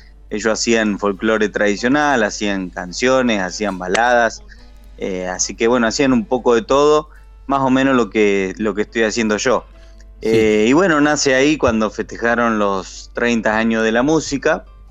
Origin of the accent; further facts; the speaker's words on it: Marcos Juárez, Córdoba, Argentina; Sí, estoy un poco alejado de lo que es la Córdoba capital, por eso no tengo la tonada